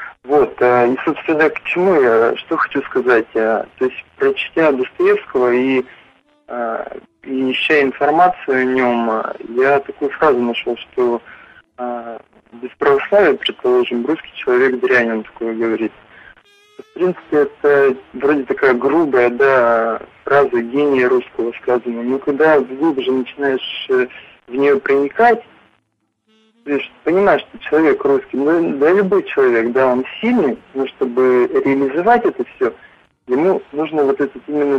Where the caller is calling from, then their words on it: Yekaterinburg, Sverdlovsk Oblast, Russia; Да, я из Екатеринбурга